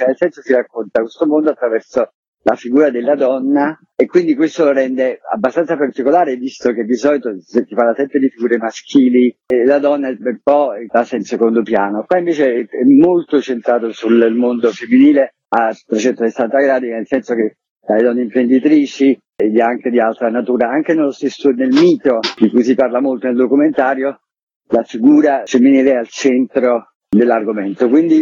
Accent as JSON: {"language": "Italian", "town": "Naples", "region": "Campania", "country": "Italy", "said": "in quanto napoletano e amante poi di quel sito"}